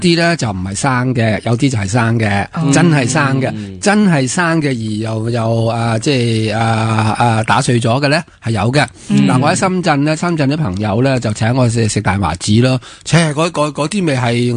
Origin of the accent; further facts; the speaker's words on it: Taiwan; 我呢只咧就来自台湾嘅嗰啲外岛啊